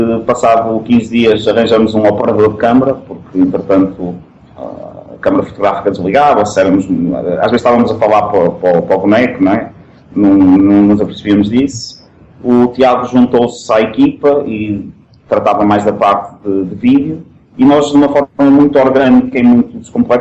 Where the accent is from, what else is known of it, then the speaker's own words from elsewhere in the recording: Porto, Portugal; accent: Porto; Eu acho que não tenho sotaque do Porto, mas toda a gente diz que sim, é porque tenho.